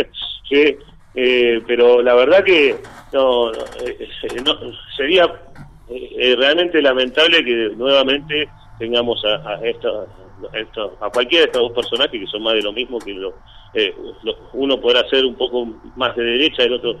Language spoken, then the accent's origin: Spanish; Cipolletti, Río Negro, Argentina; Somos los dos de Cipolletti, ¿sí?